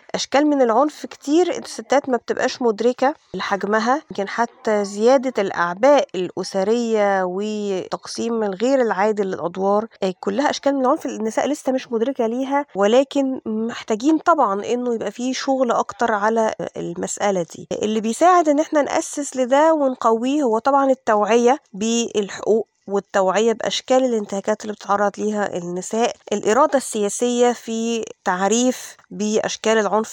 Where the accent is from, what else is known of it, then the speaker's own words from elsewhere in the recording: Egypt; لأنه إحنا كل اللي عندنا في مصر تقريبا حوالي 9 مراكز استضافة معنفات